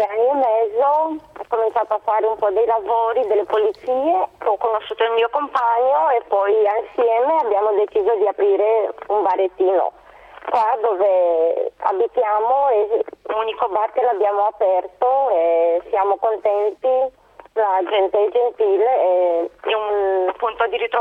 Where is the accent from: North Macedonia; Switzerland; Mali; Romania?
Romania; now in Brescia, Italy; Sono rumena.